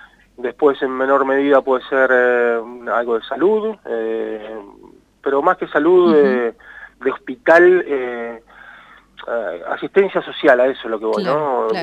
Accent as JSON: {"language": "Spanish", "town": "Catriló", "region": "La Pampa", "country": "Argentina", "tie": "born or raised there", "also_born_or_lived": "Santa Rosa", "said": "catrilense, mi madre es de Catriló, uh-huh. Mi papá también, pero bueno, nací en Santa Rosa, una adopción media trucha en Santiago del Estero, y bueno... y me trajeron para acá, o sea, soy de acá."}